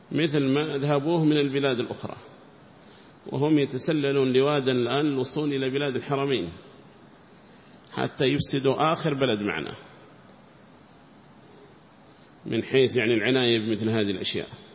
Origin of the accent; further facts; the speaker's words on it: Yemen; فكيف لو كان قبر النبي عندنا في اليمن